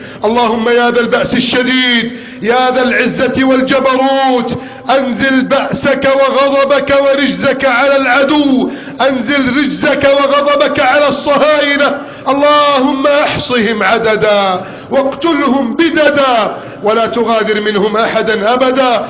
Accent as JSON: {"language": "Arabic", "country": "Egypt", "said": "اللهم احفظ بلدنا مصر"}